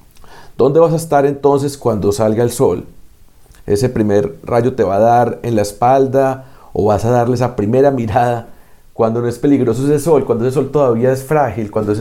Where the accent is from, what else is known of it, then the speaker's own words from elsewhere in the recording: Colombia; como colombiano, como aspirante santandereano, como antioqueño